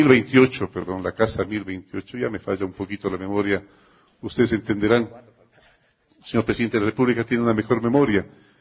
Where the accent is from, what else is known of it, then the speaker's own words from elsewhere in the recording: Ecuador; Siempre Quito ha sido extraordinariamente amable, al igual que somos todos los ecuatorianos.